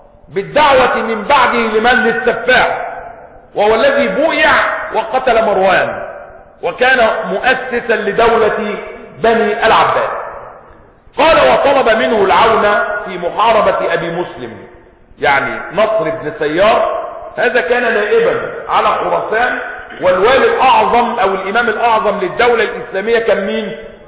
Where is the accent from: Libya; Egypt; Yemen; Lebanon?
Egypt; والحمد لله ان بلدنا مصر يعني اقل البلاد خسارة